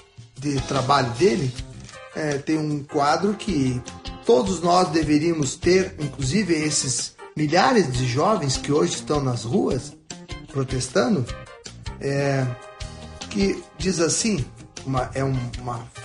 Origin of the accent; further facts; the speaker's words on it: Rio Grande do Sul, Brazil; Gaúcho que estou aqui de passagem nesse mundo